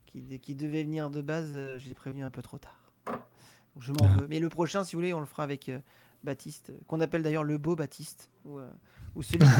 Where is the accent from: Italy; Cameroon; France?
France; Normandy; Ah bah oui, je suis normand pur. Normand. Ouais. Là-bas, je suis de la Manche.